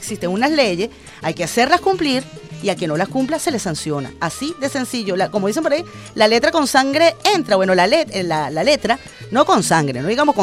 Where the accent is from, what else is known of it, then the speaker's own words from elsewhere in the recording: Venezuela; los venezolanos somos así